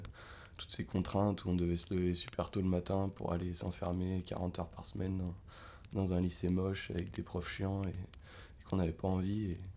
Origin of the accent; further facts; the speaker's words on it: Auvergne-Rhône-Alpes, France; alors que nous, on vient du Beaujolais, donc le Jura, c'est pas très loin, c'est 1 heure de route, 2 heures de route.